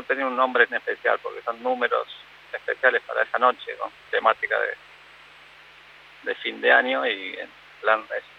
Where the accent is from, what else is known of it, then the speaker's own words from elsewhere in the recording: Argentina; me encantaría hacer cosas en Argentina y más en mi tierra, por supuesto.